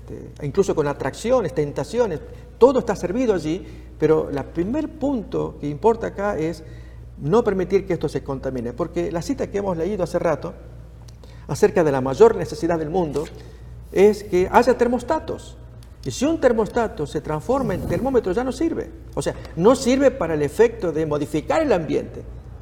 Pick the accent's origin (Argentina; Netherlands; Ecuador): Argentina; en Argentina, en mi país